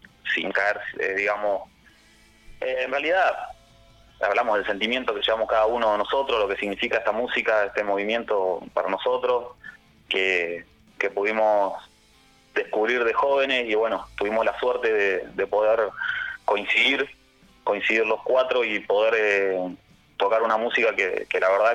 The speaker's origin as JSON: {"language": "Spanish", "town": "Choele Choel", "region": "Río Negro", "country": "Argentina", "said": "nosotros arrancamos viviendo, nosotros somos de Cholechuel, sí. Río Negro"}